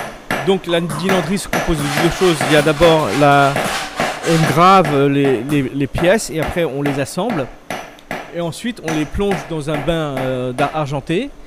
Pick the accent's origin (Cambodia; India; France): Cambodia; Phnom Penh; now in Siem Reap, Cambodia; Non, je suis venu travailler à Siem Reap fin 99, mais je suis originaire de Phnom Penh.